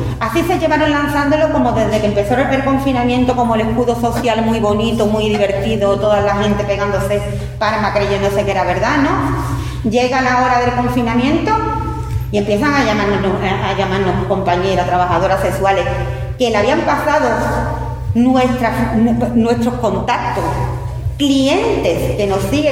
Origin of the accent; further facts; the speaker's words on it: Spain; A mí no me están llevando porque soy española.